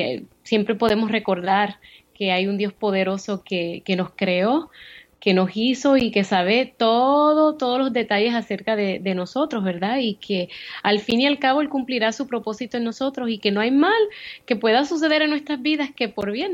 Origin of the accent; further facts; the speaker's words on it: Chicago, Illinois, United States; Soy de ascendencia puertorriqueña, nacida y criada en Estados Unidos. Me crié en Chicago, pero obviamente de padres puertorriqueños.